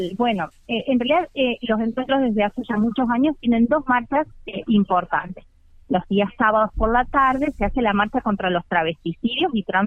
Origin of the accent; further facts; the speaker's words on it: San Luis, Argentina; las que no vivimos en CABA, como en mi caso que soy de San Luis